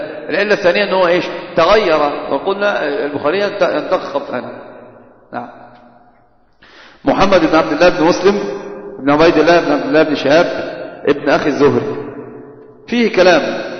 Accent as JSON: {"language": "Arabic", "region": "Upper Egypt", "country": "Egypt", "said": "أنا قلت دائما كثيرا عندنا بستشهد بالصعيد، عندنا في الصعيد يحسبونه قرآنا"}